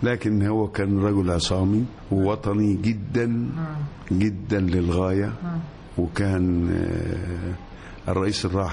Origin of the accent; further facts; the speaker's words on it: Gharbia, Egypt; ابتدائي في القرية، قرية البدنجانية، مركز الشنطة الغربية، والاعدادية في بلد جنبينا اسمها الجعفرية، والشنطة الثانوية